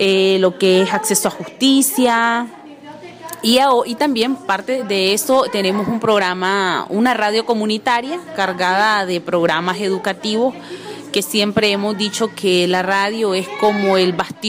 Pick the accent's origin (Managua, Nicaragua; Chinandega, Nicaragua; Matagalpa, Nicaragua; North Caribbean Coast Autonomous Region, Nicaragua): North Caribbean Coast Autonomous Region, Nicaragua; Mulucucú; como lo dije anteriormente, soy de Nicaragua y vengo de un pueblito chiquito llamado Mulucucú, que se llama Mulucucú, ¿verdad? Es un habla mayagna de nuestro pueblo.